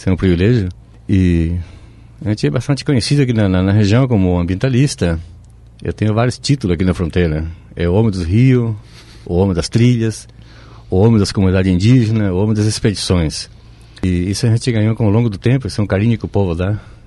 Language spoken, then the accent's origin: Portuguese; Itapé, Guairá, Paraguay; now in Foz do Iguaçu, Brazil; Não, eu sou nascido no Paraguai, no interior do Paraguai, minha cidade se chama Itapé.